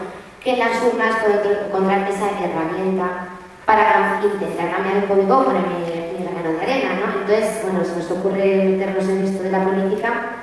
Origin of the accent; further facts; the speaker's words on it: Murillo de Gállego, Aragon, Spain; En mi pueblo estamos afectados, Murillo de Gallego, uno de los mejores de Aragón, sino el mejor